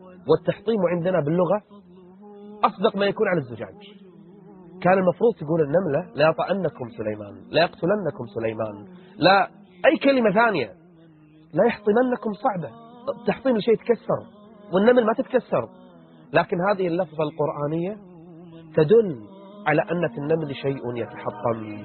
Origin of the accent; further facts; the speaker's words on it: Kuwait; 45,000 فقط يدخلون عندنا في الكويت